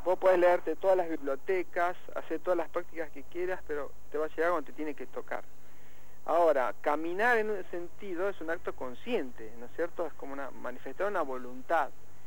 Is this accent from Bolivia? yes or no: no; Los Hornos, Buenos Aires Province, Argentina; cuando era chico, bueno, yo vivía en Los Hornos y vivíamos en una ciudad donde uno podía, viste, primero no había reja en las casas